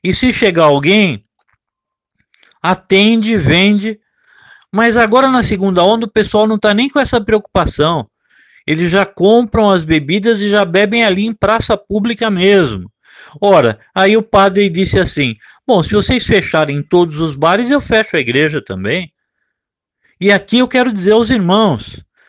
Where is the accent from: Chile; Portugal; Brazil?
Brazil; São Paulo; eu queria morar no interior e numa cidade tranquila, depois de ter nascido e crescido em São Paulo